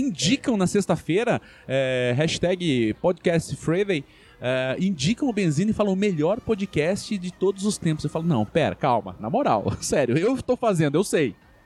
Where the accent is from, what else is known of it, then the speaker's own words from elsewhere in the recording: Curitiba, Paraná, Brazil; eu queria ser feliz, mas eu sou curitibano.